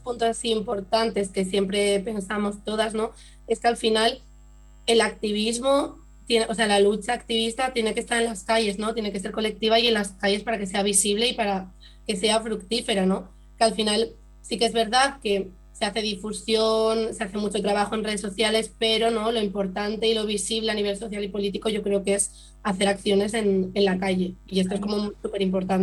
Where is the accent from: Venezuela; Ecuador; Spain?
Spain; Asturias; porque siendo nosotras asturianas, que algunas de nosotras